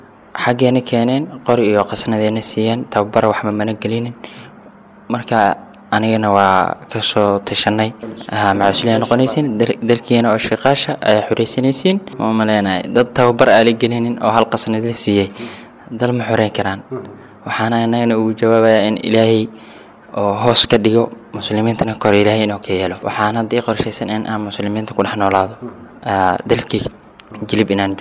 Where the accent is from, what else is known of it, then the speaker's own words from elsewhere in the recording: Barawe, Lower Shebelle, Somalia; waxaan ka imaaday degmada baraawe